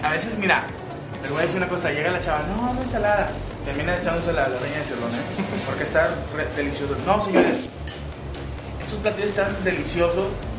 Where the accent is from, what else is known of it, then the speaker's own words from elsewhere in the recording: Nuevo León, Mexico; Algo que somos los regios, los platos son vastos, están ricos, están llenadores.